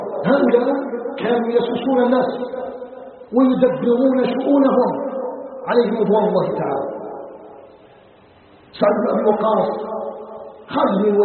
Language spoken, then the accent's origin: Arabic; Algeria; نسأله تبارك وتعالى أن يجعل بلدنا الجزائر بلدا آمنا مطمئنا، وسائر بلاد المسلمين